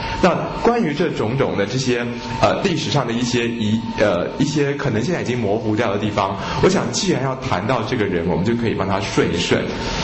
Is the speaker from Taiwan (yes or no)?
no; China; 我们中国人的正史是没有记载张仲景这个人的。